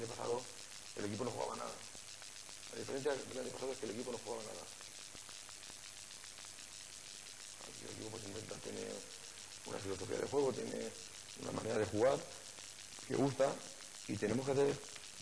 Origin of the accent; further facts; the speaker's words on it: Valencian Community, Spain; now in Elche, Spain; Yo soy valenciano, pero mi corazón es ilicitano. Llevo aquí mucho tiempo en Elche y soy, me considero uno más